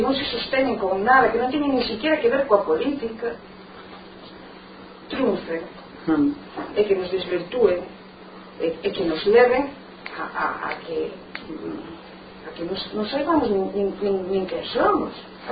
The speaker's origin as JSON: {"language": "Galician", "region": "Galicia", "country": "Spain", "tie": "born or raised there", "said": "eu son filla de Beatriz e de Salvador, que era un matrimonio que vivía nunha aldea en Lugo. Eu nací nesa aldea, son dese sitio."}